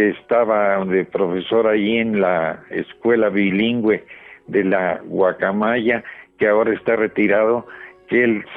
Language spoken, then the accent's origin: Spanish; Mexico; le comunico que me siento honrado como mexicano